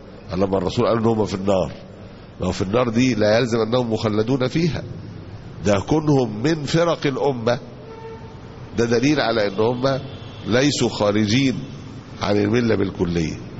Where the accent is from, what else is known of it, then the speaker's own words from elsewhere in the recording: Egypt; عندنا في مصر هنا ممكن يكون طبعا في بلاد تانية ما يعرفوش